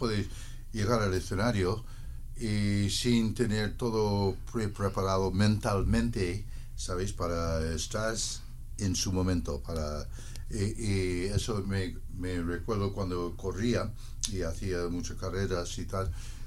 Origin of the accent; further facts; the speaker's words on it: Downey, California, United States; mis hermanos mayores tenían vinilos cuando estaba creciendo en Downey, California, y me acuerdo de esa canción de tenía unos 12 años 12, 13 años